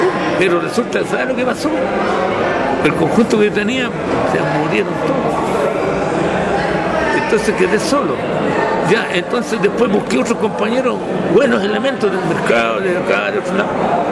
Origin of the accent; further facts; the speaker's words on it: Valparaíso, Chile; No, yo soy porteño, entonces yo las primeras cuecas, estas cuecas que están cantando ahora, yo las aprendí en el año 53.